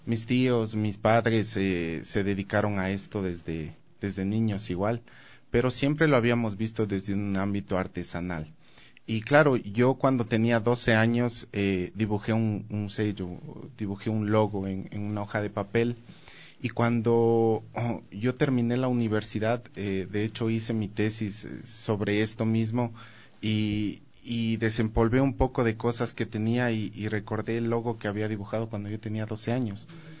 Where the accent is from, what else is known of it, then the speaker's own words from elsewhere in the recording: Machala, El Oro, Ecuador; yo soy oriundo de Machala